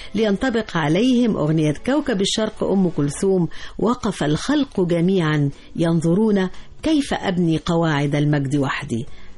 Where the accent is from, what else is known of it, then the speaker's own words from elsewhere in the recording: Egypt; لازلنا نتذكرها نحن كمصريين حتى الآن